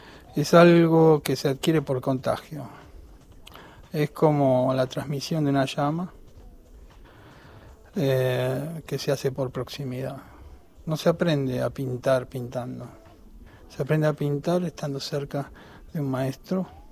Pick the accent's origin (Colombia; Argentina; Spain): Argentina; Buenos Aires; Nací en el Sanatorio Tamendi, en Barrio Norte, y después viví toda mi infancia en Villa Devoto.